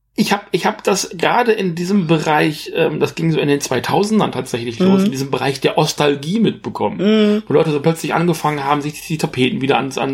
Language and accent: German; West Germany, Germany; Und ich bin halt eben nicht in der DDR aufgewachsen. Ich bin halt im Westen aufgewachsen, in der Bundesrepublik.